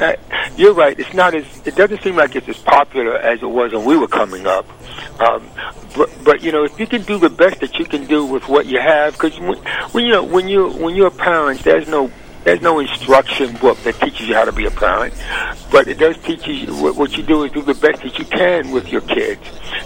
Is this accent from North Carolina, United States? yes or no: yes; North Carolina, United States; I'm from North Carolina.